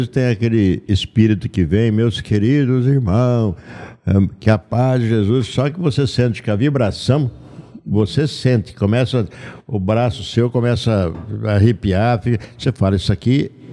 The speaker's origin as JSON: {"language": "Portuguese", "town": "Leme", "region": "São Paulo", "country": "Brazil", "said": "lá na minha cidade, Leme."}